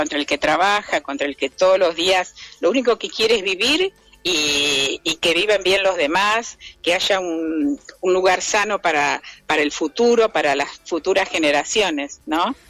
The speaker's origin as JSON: {"language": "Spanish", "town": "Bahía Blanca", "region": "Buenos Aires Province", "country": "Argentina", "said": "yo soy de Bahía Blanca"}